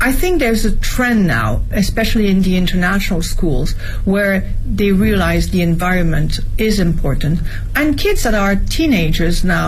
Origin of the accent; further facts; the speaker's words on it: France; English is a second language; now in Beijing, China; My environment, as I was growing up in France, we never really questioned it.